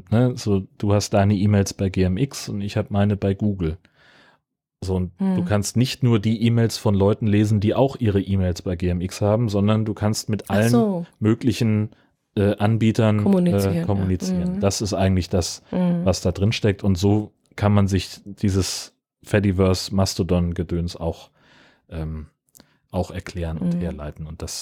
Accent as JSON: {"language": "German", "region": "Baden-Württemberg", "country": "Germany", "said": "Für mich als Badener ist alles, was nördlich von Frankfurt am Main liegt, schon der hohe Norden."}